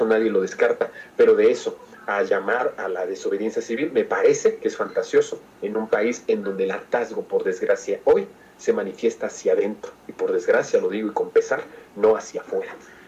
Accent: Mexico; Está encabritado, como muchos mexicanos lo estamos.

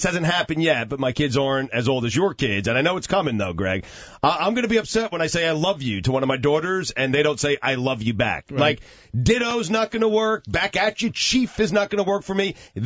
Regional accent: New York, United States; I can't think of a single friend I have that I grew up with in New York that doesn't use that word chief.

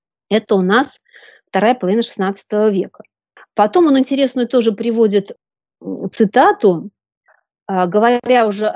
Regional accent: Belarus; Я сама из Беларуси, заканчивала Белорусский государственный университет.

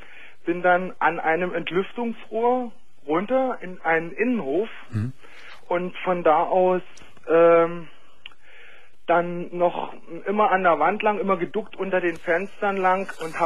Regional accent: Saxony, Germany; ich bin aus Sachsen, aus einem kleinen Dorf bei Radeberg, mit dem Motorrad damals nach Berlin gefahren.

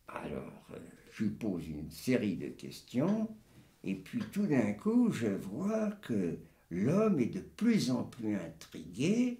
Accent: France; je suis français

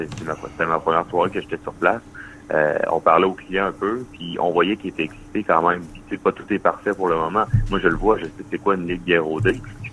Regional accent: Quebec City, Quebec, Canada; Là, je suis natif de Québec.

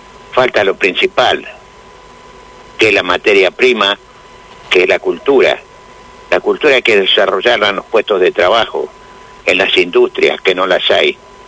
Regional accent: Chascomús, Buenos Aires Province, Argentina; Soy de Chascomú.

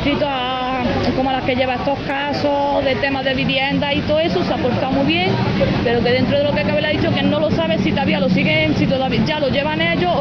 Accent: Granada, Andalusia, Spain; Yo y mi marido somos de aquí de Granada, estuvimos en Tarragona trabajando, solo que el trabajo era temporal

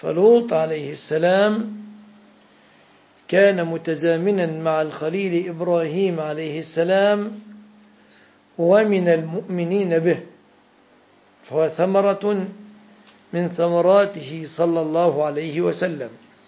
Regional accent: Jordan; كانوا يمرون بها على بلادي الأردن.

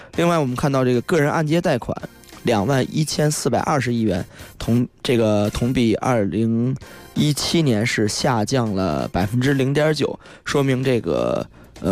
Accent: China; 这个我们中国人比较讲究衣食住行当中的住

